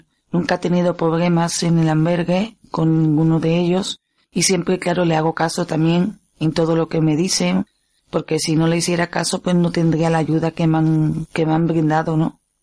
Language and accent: Spanish; Seville, Andalusia, Spain; now in Zaragoza, Spain; De Sevilla.